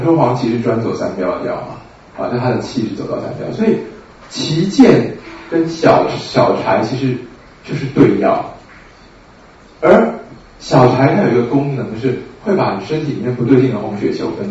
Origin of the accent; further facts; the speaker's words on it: Guangdong, China; 像我们广东人很喜欢两个村庄械斗啊